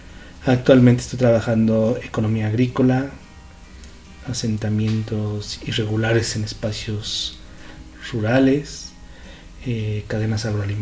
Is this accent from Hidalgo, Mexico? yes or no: yes; Pachuca, Hidalgo, Mexico; Yo soy de Pachuca, nacido en Pachuca, crecido en Pachuca, soy tuzo de corazón.